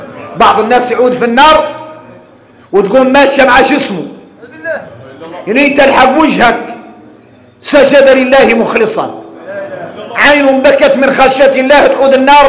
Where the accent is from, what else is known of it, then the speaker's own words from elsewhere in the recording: Mauritania; وإحنا موريتاني